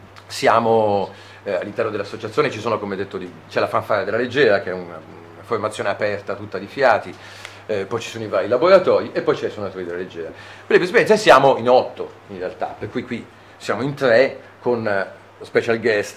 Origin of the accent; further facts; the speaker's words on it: Milan, Lombardy, Italy; moved away as an adult; io sono nato a Milano, come poi si può sentire dall'accento, ci ho vissuto fino a 23 anni.